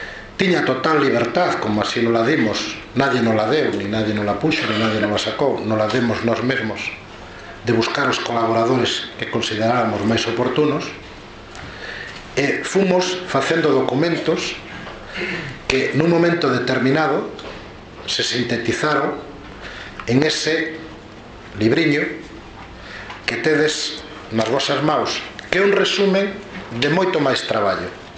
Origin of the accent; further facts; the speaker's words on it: Ourense, Galicia, Spain; como ourensán